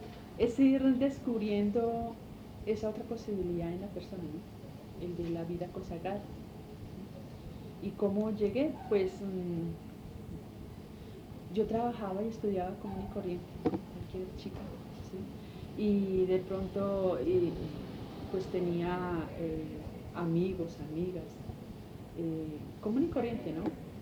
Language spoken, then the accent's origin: Spanish; Quindío, Colombia; A ver, yo nací en el Quindío, yo soy quindiana, pero mis padres son del Tolima y tengo 2 hermanos que son del Tolima y 2 hermanos que son del Llano